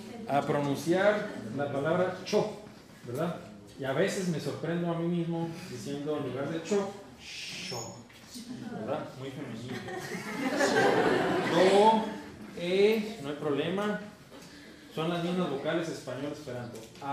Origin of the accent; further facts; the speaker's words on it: northern Mexico, Mexico; Yo como norteño mexicano, nosotros los norteños mexicanos decimos muchacha.